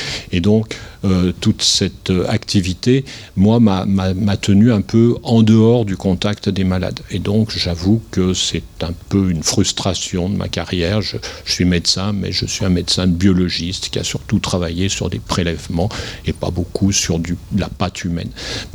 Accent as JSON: {"language": "French", "town": "Saint-Étienne", "region": "Auvergne-Rhône-Alpes", "country": "France", "tie": "born or raised there", "said": "moi je suis né à Saint-Étienne, je suis un Stéphanois qui n'a jamais vraiment quitter son terrain, sinon pour faire un peu de recherche à Paris et à Londres"}